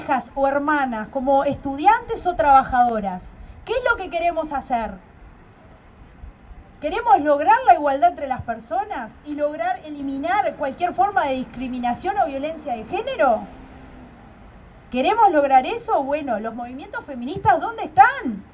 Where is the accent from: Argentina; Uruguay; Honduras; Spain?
Uruguay; acá lo que manejan las cosas no somos los uruguayos y las uruguayas